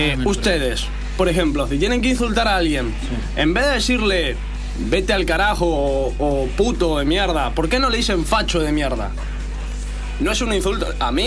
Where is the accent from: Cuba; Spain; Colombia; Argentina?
Spain; Catalonia; Bueno, pues que yo soy de Cataluña